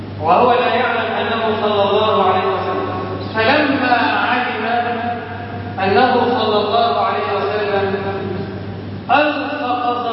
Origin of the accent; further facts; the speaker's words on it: Egypt; اللهم اجعل بلدنا مصر امنا اماما، سخاء رخاء